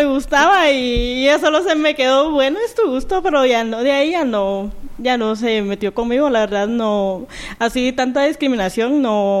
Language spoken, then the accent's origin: Spanish; Mazatenango, Suchitepéquez, Guatemala; now in Guatemala City, Guatemala; Yo soy de Mazatenango. De Mazatenango, 6 años llevo ya de estar acá en la capital.